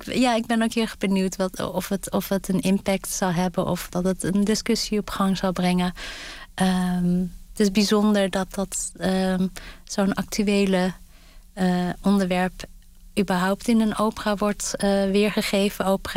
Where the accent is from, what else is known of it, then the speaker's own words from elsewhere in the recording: Gelderland, Netherlands; ik ben in Gelderland opgegroeid, in de buurt van de Veluwe en het Krillemuller Museum.